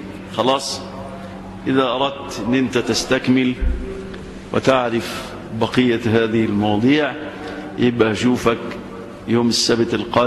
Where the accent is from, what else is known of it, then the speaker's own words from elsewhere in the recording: Egypt; طبعا عندنا في مصر الان داعيات فتنة